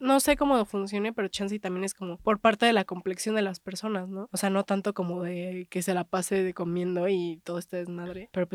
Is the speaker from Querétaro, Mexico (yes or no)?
no; Oaxaca, Mexico; inclusive en Oaxaca, de donde yo soy